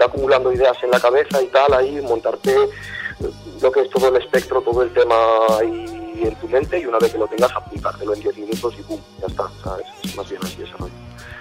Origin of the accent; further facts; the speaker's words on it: Galicia, Spain; Mi familia es de allí, yo de hecho soy gallego.